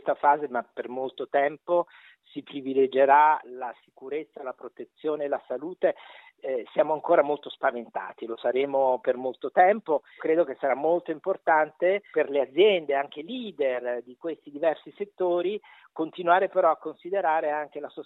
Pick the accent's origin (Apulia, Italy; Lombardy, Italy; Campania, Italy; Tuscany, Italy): Campania, Italy; Naples; Io che sono napoletano e già conosco l'attitudine a sud di uso dell'auto privata